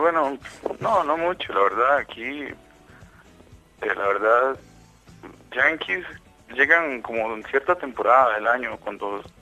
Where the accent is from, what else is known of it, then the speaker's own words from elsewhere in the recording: Tres Ríos, Cartago, Costa Rica; No, yo soy de aquí, de Tres Ríos, de la provincia de Cartago, el Valle Central, que llaman. Vivo en el puro centro del Istmo. Es como la zona fría del país, vivo entre las montañas.